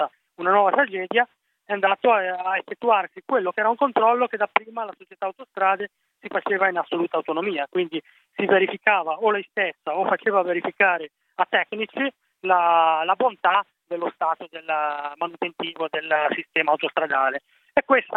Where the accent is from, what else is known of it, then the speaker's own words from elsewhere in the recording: Chiavari, Liguria, Italy; sono di Chiavari, quindi parte in causa, un territorio che conosco benissimo, conosco galleria per galleria